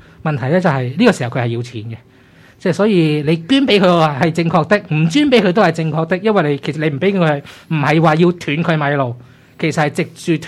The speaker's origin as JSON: {"language": "Cantonese", "country": "Hong Kong", "said": "我哋係香港人是記恨了雞震十年"}